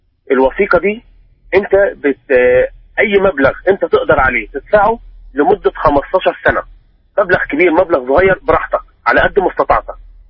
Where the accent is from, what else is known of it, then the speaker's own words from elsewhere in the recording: Egypt; والله يا شيخ، احنا عندنا في مصر